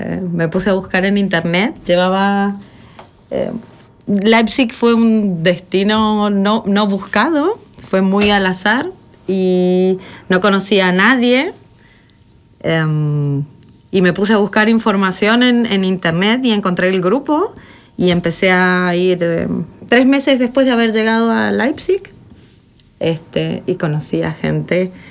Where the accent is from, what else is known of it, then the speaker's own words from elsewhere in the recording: Argentina; now in Germany; Yo soy de Argentina. Realidad hace mucho tiempo que no estoy en Argentina porque antes de llegar a Alemania, por casualidad, fui a visitar a mi abuelo en España.